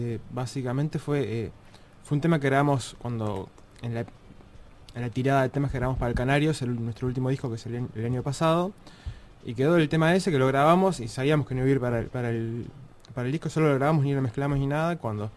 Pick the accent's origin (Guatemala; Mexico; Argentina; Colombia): Argentina; Buenos Aires; paseando un poquito por Buenos Aires, mi ciudad natal